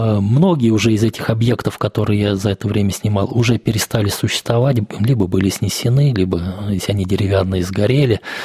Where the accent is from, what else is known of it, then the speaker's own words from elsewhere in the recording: Ivanovo, Ivanovo Oblast, Russia; Вот я родился в Иванове, всю жизнь здесь прожил, и я считаю, что город недооцененный по многим вопросам, в том числе по архитектуре.